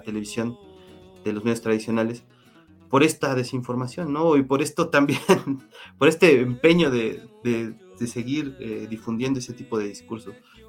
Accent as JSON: {"language": "Spanish", "country": "Mexico", "said": "Somos mexicanos, y eso se tiene que, no tenemos que olvidar, ¿no?"}